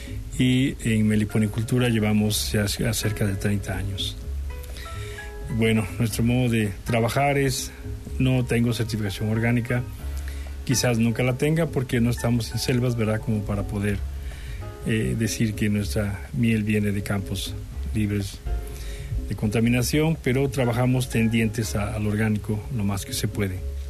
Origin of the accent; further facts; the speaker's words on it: Coatepec, Veracruz, Mexico; Soy de Coatepec, de aquí del estado de Veracruz.